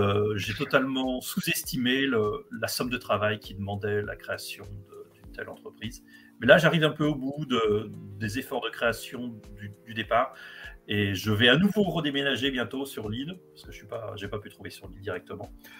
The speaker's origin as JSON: {"language": "French", "town": "Lyon", "region": "Auvergne-Rhône-Alpes", "country": "France", "lives_now": "Lille, France", "said": "je suis lyonnais d'origine, lillois depuis un an et demi"}